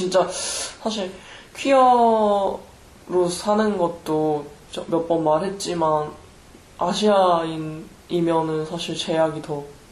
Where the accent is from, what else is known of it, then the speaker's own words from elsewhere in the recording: South Korea; 네, 그 한국 사람으로서 삶의 한국에서 우리가 뭐 1세계 사람들이라고 생각하고 그렇게 키워지는 것 같아요.